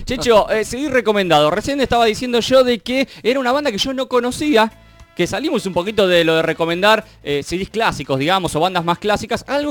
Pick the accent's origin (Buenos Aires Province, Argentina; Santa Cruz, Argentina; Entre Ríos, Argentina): Buenos Aires Province, Argentina; Saavedra; todos somos de acá del barrio, todos somos de Saavedra.